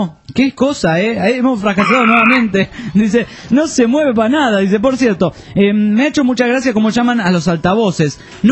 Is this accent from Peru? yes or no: yes; Peru; Soy peruano.